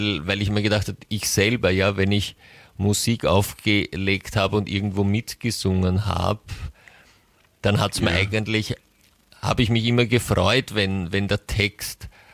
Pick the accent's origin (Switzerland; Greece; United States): United States; German is a second language; Da weißt du dann nicht immer als Amerikanerin, wo du bist.